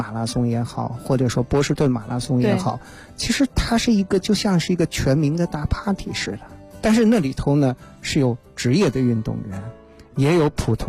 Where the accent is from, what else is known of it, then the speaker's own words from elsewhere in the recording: Shanxi, China; 我是那个4月份呢去我的故乡山西啊，